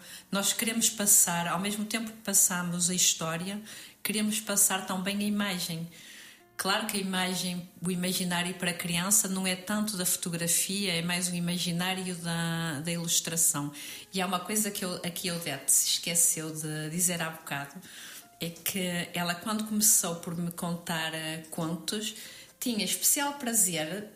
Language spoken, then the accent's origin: Portuguese; Portugal; moved away; Nós temos uma relação complexa com Portugal, porque nós nascemos aqui, fomos criadas em Portugal e depois, devido, pode-se dizer, ao contexto político, económico, social, voltámos para aqui.